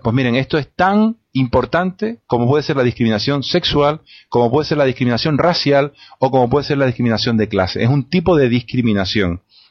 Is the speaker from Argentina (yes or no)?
no; Spain; a mí, como ciudadano español, eso me gusta.